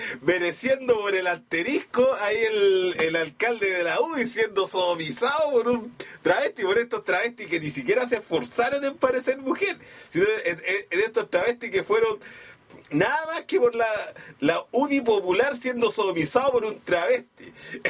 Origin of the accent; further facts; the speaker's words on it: Santiago, Santiago Metropolitan Region, Chile; Nosotros, claro, como santiaguinos no va a faltar el que diga